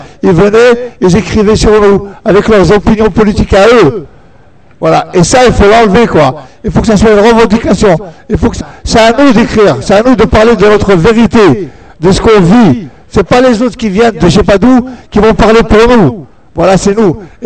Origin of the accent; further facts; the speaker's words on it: Mantes-la-Jolie, Île-de-France, France; Moi, je viens de Mantes-la-Jolie. Hein, dans les Yvelines